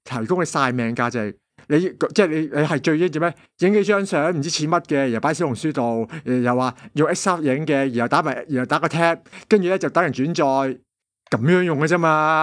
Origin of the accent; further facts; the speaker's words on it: Hong Kong; 咁咧就依家系比我香港人讲系比较冷门嘅牌子